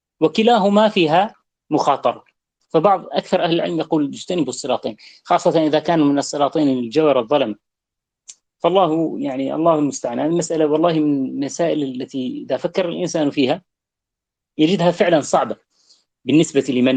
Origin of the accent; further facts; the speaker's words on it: Syria; نحن عندنا في سوريا من لباسنا